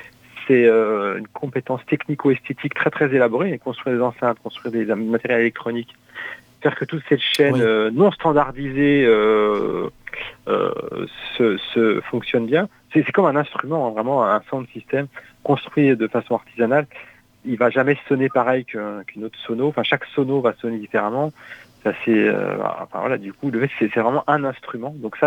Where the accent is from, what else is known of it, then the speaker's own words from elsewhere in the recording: Marseille, Provence-Alpes-Côte d'Azur, France; Moi je suis de Marseille